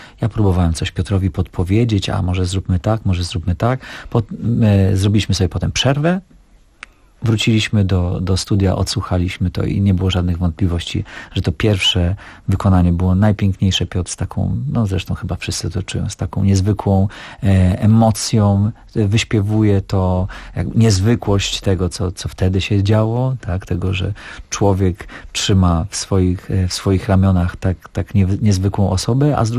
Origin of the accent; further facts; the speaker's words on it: Białystok, Podlaskie Voivodeship, Poland; I ja pochodzę z Białegostoku, także ten utwór znam od dzieciństwa i tutaj, i też mam odpowiedni akcent w związku z moim pochodzeniem, także tutaj i moje nazwisko też jest ukraińskie